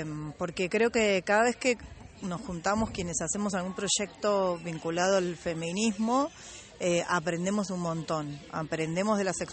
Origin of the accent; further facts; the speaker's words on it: Mar del Plata, Buenos Aires Province, Argentina; soy de Mar del Plata.